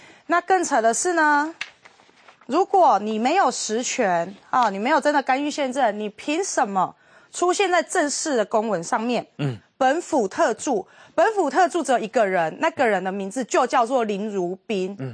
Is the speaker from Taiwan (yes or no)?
yes; Nantou County, Taiwan; 我认为这个哦，真的是把我们南投人看没有。